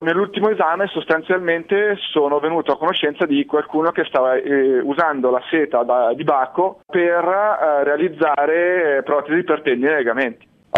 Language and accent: Italian; Como, Lombardy, Italy; Io poi sono di Como è la patria della seta in Italia